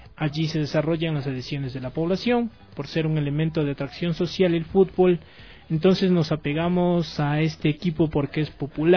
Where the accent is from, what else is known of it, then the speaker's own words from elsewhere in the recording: Ecuador; el sentir de somos ecuatorianos, somos una nación